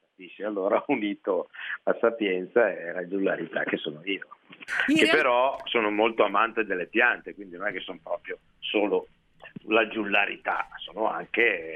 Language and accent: Italian; Milan, Lombardy, Italy; born there; Sono nato a Milano, sì, sono un cittadino ma anche uomo di bosco.